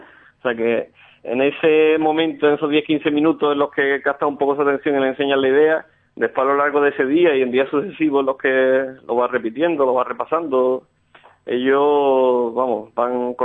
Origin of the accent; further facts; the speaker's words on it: Alcalá de Guadaíra, Andalusia, Spain; pues yo soy originario de Alcalá de Guadaira